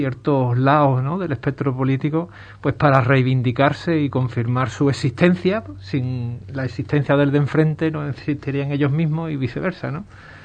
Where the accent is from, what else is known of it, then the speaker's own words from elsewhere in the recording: Ubrique, Andalusia, Spain; como ha ocurrido aquí en mi pueblo, en Ubrique